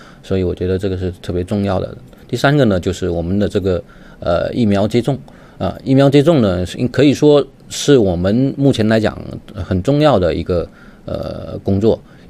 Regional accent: southern China, China; moved away as an adult; now in Beijing, China; 大家看我听我的这个口音啊，非常的这个非常的重，我是南方人。然后呢，那个，但是我那个大学一毕业，研究生一毕业之后呢，我就到北京来工作。然后呢，也算是北京呢是我的这个第二故乡。

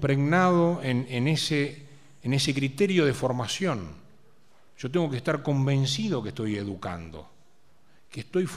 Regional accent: Argentina; Así como los argentinos tenemos una característica, los chilenos tienen otra, los mexicanos tienen otra.

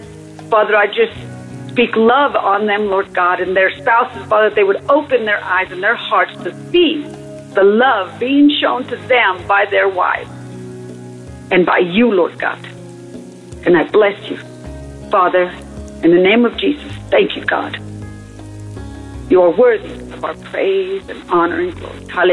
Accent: Amarillo, Texas, United States; I'm from Amarillo, Texas. I call every now and again, not as much as I ought.

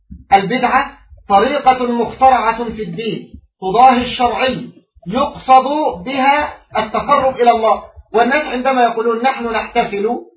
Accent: Egypt; حتى يعني عندنا في مصر للأسف الشديد

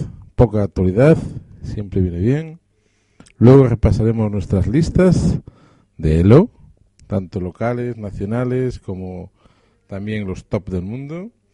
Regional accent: Galicia, Spain; Nosotros somos gallegos y tenemos que empezar haciendo un poquito de patria. Entonces, aquí en Galicia

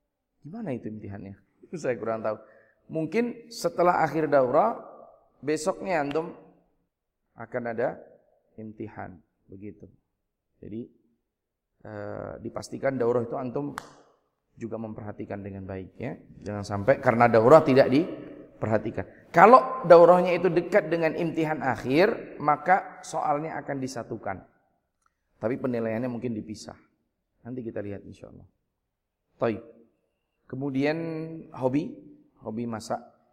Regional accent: Yogyakarta, Special Region of Yogyakarta, Indonesia; Saya asli Jogja. Lahir di kota, anak kota ya. Kemudian orang tua dua-duanya juga dari Jogja, satu dari kampung, satu dari kota sini.

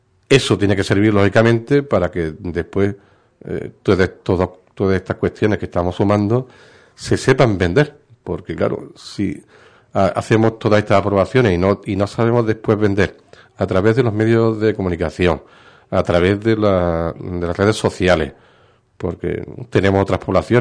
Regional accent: Ubrique, Andalusia, Spain; el potencial que a mí me interesa es el pueblo de mi pueblo de Ubrique

